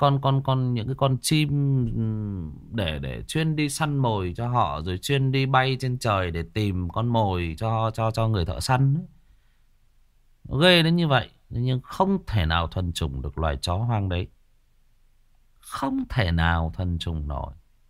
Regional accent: Northern Vietnam, Vietnam; xin phép tôi là người miền Bắc và tôi tự nhận nó

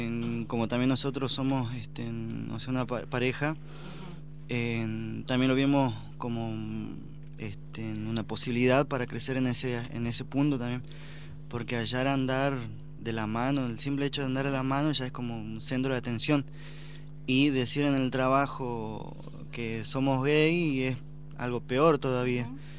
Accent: Jujuy, Argentina; moved away; Daniel y yo venimos de Jujuy, y bueno, nos venimos porque tenemos la esperanza de acá crecer en lo económico

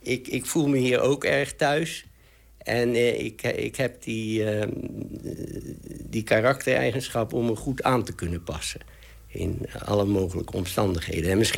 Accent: Netherlands; En dus ik ben helemaal opgevoed als een Nederlander, eigenlijk. Hoewel we hadden Engelse nationaliteit.

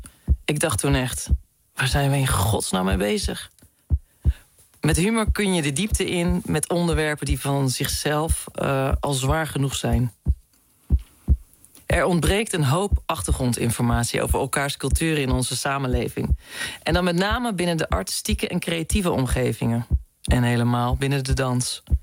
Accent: Gouda, South Holland, Netherlands; want ik kom eigenlijk oorspronkelijk uit Gouda

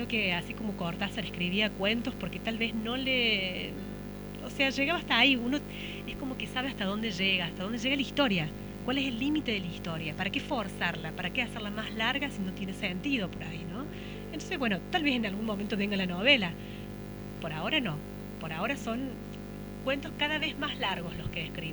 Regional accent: Villa Allende, Córdoba, Argentina; Yo soy de Villa Allende

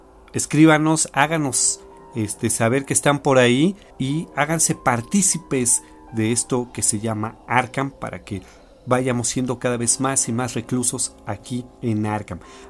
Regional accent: Mexico; Nosotros somos de México y también aprovecho para darle un saludo a toda la República Mexicana

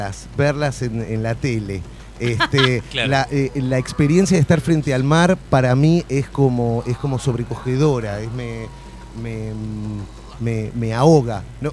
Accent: Argentina; Como argentino, me siento como un traidor al sentimiento nacional patrio.

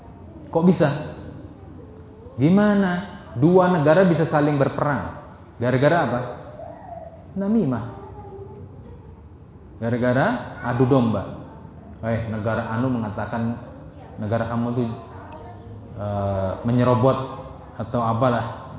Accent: Indramayu, West Java, Indonesia; Zaman dulu saya kecil, karena saya hidup di Indramayu, tinggal lama ya di Indramayu, saya orang Indramayu

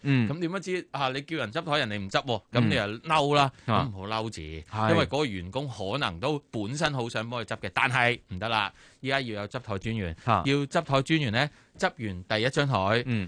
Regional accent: Hong Kong

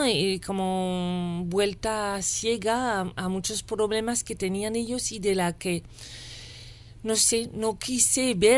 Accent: France; moved away; De yo salí de Francia y viviendo en París y salí en 2001

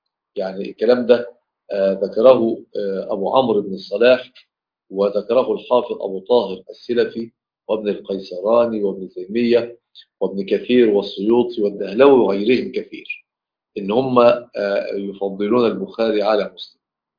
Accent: Mansoura, Dakahlia, Egypt; يعني احنا عندنا في المنصوره

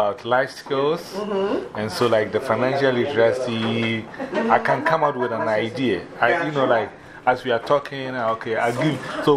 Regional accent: Ghana

